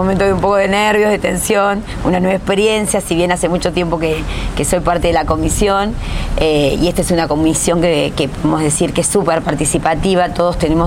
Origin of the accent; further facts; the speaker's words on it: Argentina; somos argentinos, descendientes de vascos.